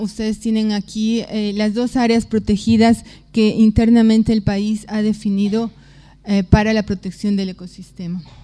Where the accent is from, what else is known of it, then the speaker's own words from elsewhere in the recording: Bolivia; pero no en mi país, no en Bolivia, sino del otro lado